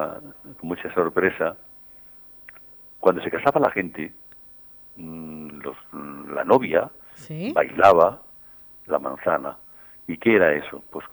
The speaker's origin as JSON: {"language": "Spanish", "town": "Velada", "region": "Castilla-La Mancha", "country": "Spain", "tie": "born or raised there", "said": "quiero mucho a mi pueblo"}